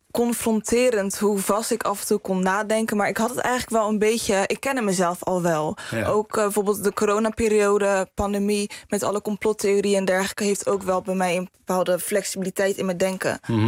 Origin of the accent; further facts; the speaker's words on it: Rotterdam, South Holland, Netherlands; Ik ben een politiek geëngageerde rechtsstudent, opgegroeid in Rotterdam-West.